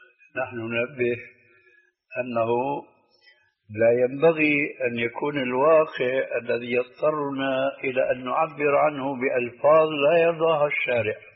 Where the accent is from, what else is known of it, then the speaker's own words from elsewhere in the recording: Syria; عندنا بسوريا بيقولوا العين مغرفة الكلام